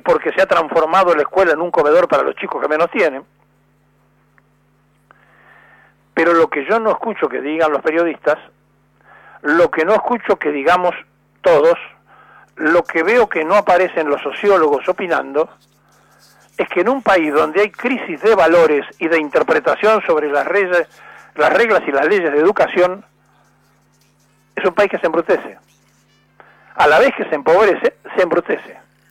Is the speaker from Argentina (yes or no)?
yes; Buenos Aires, Argentina; de hecho nací en la capital, soy porteño